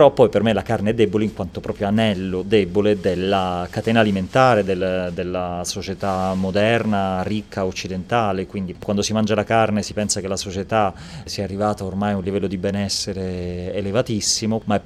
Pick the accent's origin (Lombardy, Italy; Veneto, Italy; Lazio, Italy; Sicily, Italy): Sicily, Italy; Palermo; born there; moved away as an adult; io sono appunto nato a Palermo, mi sono trasferito a Milano a 18 anni per l'università, per veterinaria